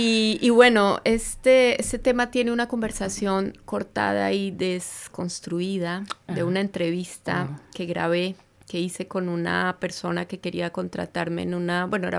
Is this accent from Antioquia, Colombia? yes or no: no; Bogotá, Colombia; moved away as an adult; also born or lived in France; now in Barcelona, Spain; A ver, yo soy de Colombia, Bogotá.